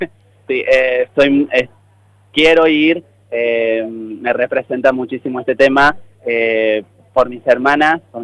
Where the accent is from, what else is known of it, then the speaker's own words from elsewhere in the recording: Córdoba, Argentina; yo soy de Córdoba